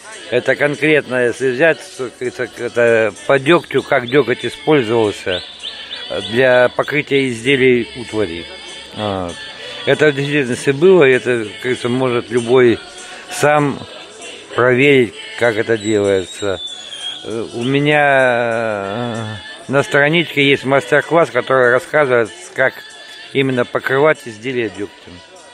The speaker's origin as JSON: {"language": "Russian", "town": "Istra", "region": "Moscow Oblast", "country": "Russia", "tie": "born there", "said": "Я, в принципе, родился-то здесь, в Москве, в Истре. Так что, можно сказать, я москвич."}